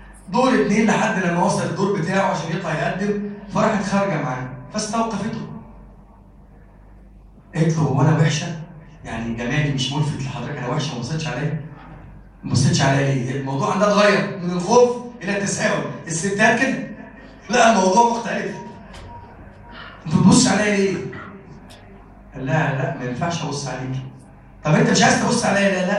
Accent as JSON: {"language": "Arabic", "country": "Egypt", "said": "اللهم اجعل بلدنا مصر بلدا آمنا مطمئنا وسائر بلاد المسلمين"}